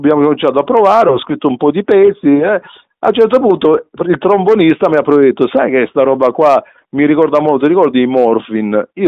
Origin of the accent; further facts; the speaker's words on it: Galatina, Apulia, Italy; born there; io sono nato a Lecce, nel Salento, a Galatina, poi in particolare, che è proprio la città della Taranta